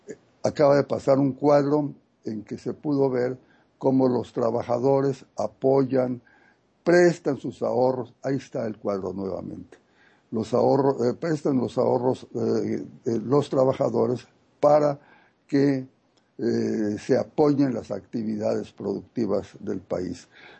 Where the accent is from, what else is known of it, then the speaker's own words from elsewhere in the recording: Tijuana, Baja California, Mexico; Estoy por unos días en la frontera norte, queridísima Carmen, en Tijuana. Sería osado hacer un análisis profundo con las pocas horas que tengo aquí, aunque es mi tierra, la conozco.